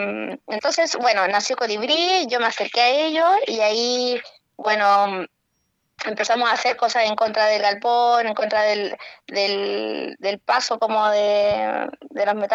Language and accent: Spanish; Antofagasta, Chile; yo soy antofagastina, nacida, criada y malcriada, y desde muy chica mis veranos fueron en Tocopilla y fueron en Juan López.